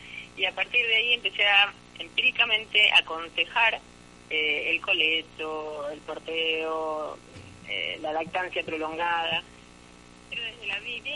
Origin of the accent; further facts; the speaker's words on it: Buenos Aires, Argentina; yo soy de Capital, estoy en Núñez